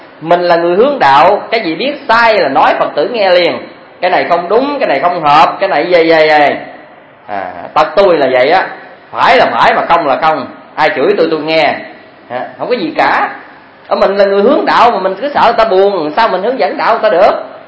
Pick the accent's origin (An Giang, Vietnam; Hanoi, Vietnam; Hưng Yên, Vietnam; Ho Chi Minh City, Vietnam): An Giang, Vietnam; Chắc Cà Đao; tại tôi ở Chắc Cà Đao, chứ mà ở Sài Gòn á, thì tôi thấy ở dân quê tôi á